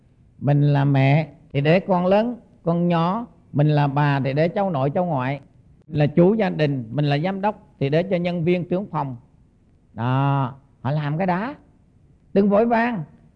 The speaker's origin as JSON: {"language": "Vietnamese", "region": "Central Vietnam", "country": "Vietnam", "lives_now": "South Vietnam", "said": "Mà tôi là dù là dân Trung nhưng mà sống ở miền Nam này gần 40 năm rồi thì nó thành dân Nam"}